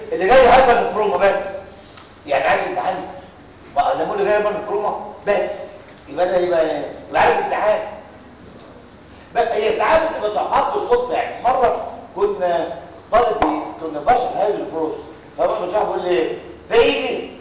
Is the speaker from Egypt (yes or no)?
yes; Egypt; ده عندنا في مصر ده الواقع